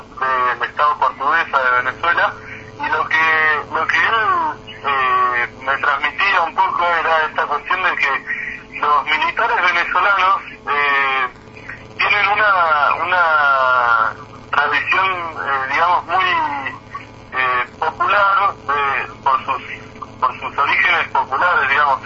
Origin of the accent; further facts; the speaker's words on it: Argentina; nuestra tendencia como argentinos, por nuestra historia con las Fuerzas Armadas